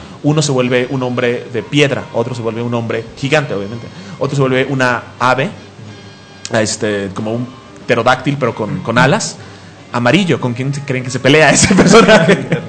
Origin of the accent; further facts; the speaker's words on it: Mexico; como somos mexicanos, siempre nos colamos a la fila.